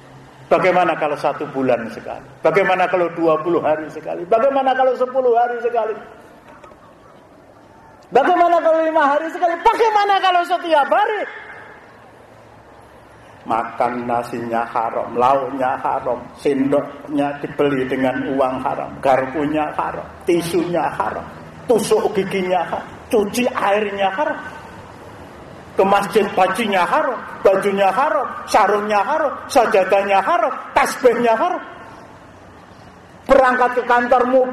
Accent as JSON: {"language": "Indonesian", "region": "Java", "country": "Indonesia", "said": "kita orang Jawa dia akan ngorok"}